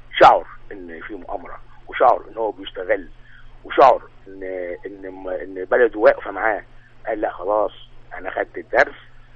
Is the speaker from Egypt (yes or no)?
yes; Egypt; لا ده احنا مصريين